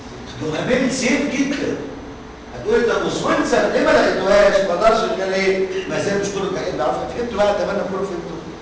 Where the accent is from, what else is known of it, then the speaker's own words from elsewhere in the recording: Egypt; تعرفين لما نيجي احنا مصريين